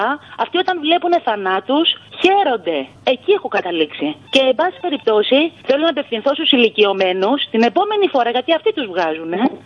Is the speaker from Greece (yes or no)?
yes; Greece; moved away as an adult; Εγώ έφυγα το Μάη από Ελλάδα.